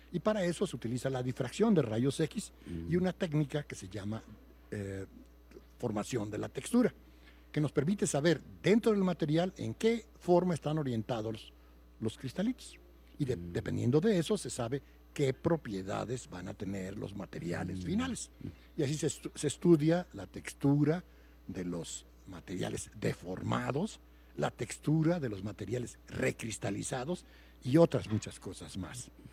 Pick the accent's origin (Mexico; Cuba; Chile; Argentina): Mexico; Puebla; moved away as an adult; now in Mexico City, Mexico; tendría que decir que soy poblano, no sé si será bueno o malo. Después de eso estudié en la escuela en Puebla